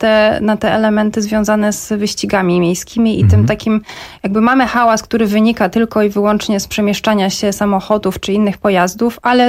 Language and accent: Polish; Warsaw, Masovian Voivodeship, Poland; żebyśmy my jako warszawiacy to odczuli.